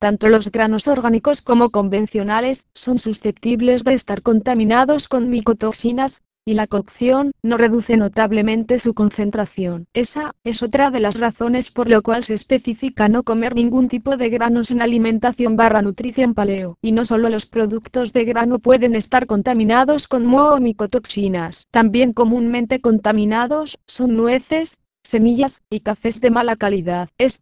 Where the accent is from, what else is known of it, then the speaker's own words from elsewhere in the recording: Puerto Rico; Una experiencia personal, por lo menos en Puerto Rico, de donde soy, es algo que he notado que no pasaba hace 20 años.